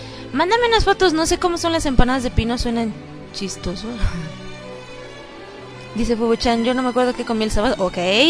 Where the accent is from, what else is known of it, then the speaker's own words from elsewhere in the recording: Mexico; para que sepan qué es lo que hacemos en México, cómo somos los mexicanos y así.